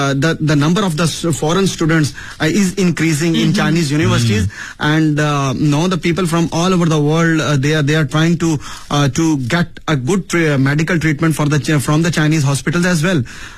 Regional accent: Pakistan; heard that I'm from Pakistan, I'm a Pakistani citizen

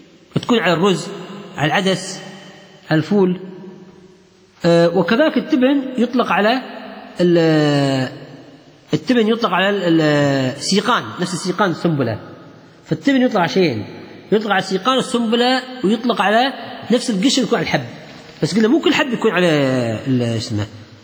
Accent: Kuwait; حتى الخبز الإيراني عندنا في الكويت هذا غير قابل للتسخين

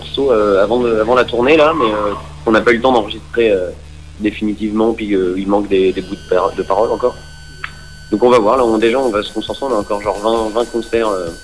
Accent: Paris, Île-de-France, France; Eh bien, on est, nous, on vient de Paris, région parisienne.

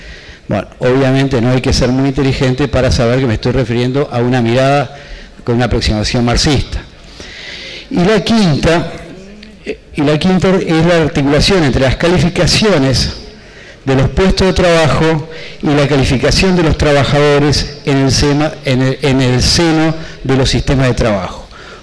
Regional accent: Uruguay; un mundo que no conocía, pero que creía que conocía como uruguayo, pero que había pasado demasiados años afuera.

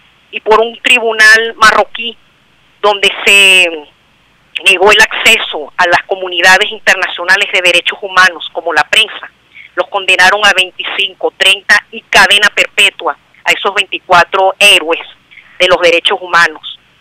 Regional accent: Venezuela; con esta misma victoria que nos caracteriza como venezolanos

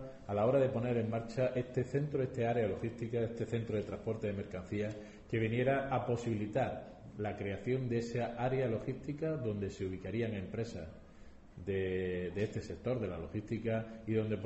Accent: Bailén, Andalusia, Spain; con Bailén, con mi ciudad, a que una de las primeras iniciativas que planteara en mi reciente elección como diputado andaluz

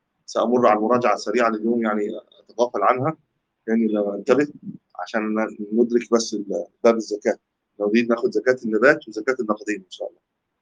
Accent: Egypt; قد لا يكون عندنا في مصر التمر قوت

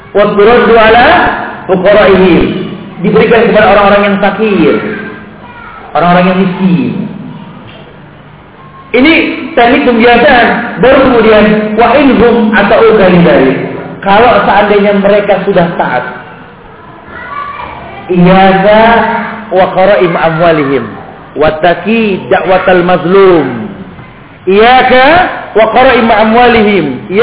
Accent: Yemen; saya dari Yaman

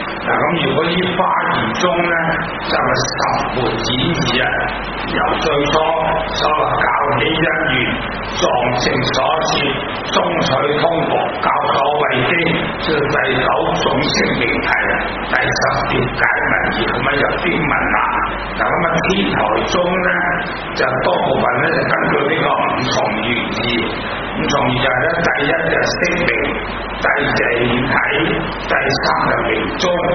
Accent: Hong Kong; 我本身是香港人，我有家庭都不小的，我近啲住，所以呢就我哋好標準廣東話呢

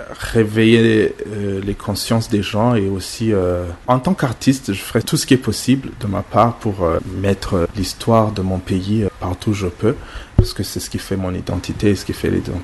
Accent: Rutana Province, Burundi; je viens de Rutana

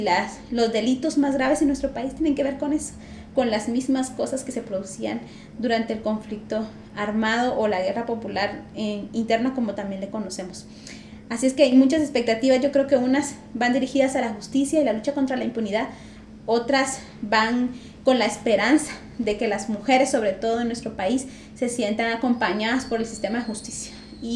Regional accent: Guatemala; como pueblo guatemalteco nos interesemos por ese proceso también

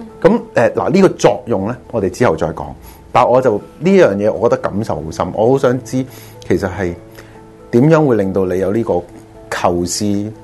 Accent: China; 我哋中國人咧你自己都有個中文名噶嘛？

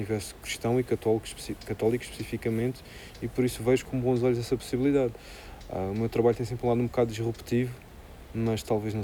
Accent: Madeira, Portugal; now in Lisbon, Portugal; Eu sou mesmo um gajo do Sul. Eu cresci na Madeira, adoro o Alentejo, vivo em Lisboa há 20 anos. Isto vale o que vale. Eu sou do Sul.

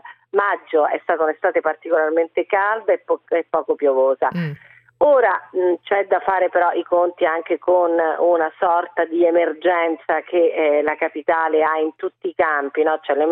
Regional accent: Rome, Lazio, Italy; io lo dico da romana, quindi lo dico col cuore

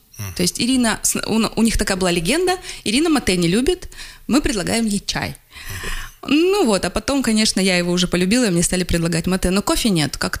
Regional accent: Russia; Я из России

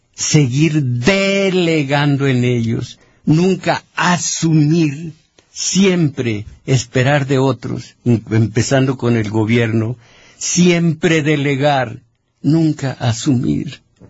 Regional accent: Mexico; Yo no estoy orgulloso de ser mexicano.

